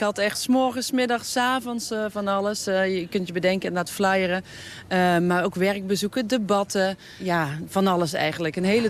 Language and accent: Dutch; Maastricht, Limburg, Netherlands; Want ik ben in Maastricht opgegroeid. Ik heb hier altijd gewoond.